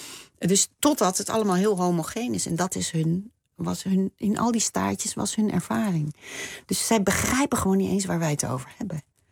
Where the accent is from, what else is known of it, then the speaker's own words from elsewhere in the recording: Gelderland, Netherlands; Op de Veluwe. In een bos.